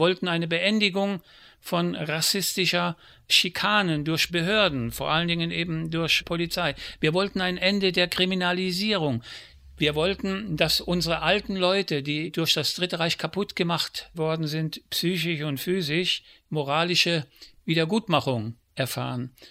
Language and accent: German; Germany; Ich bin Deutscher und ich spreche die deutsche Sprache